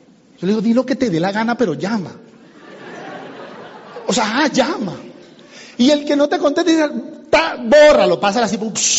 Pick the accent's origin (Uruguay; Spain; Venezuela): Venezuela; now in United States; Ah, sí, yo soy venezolano, somos vecinos.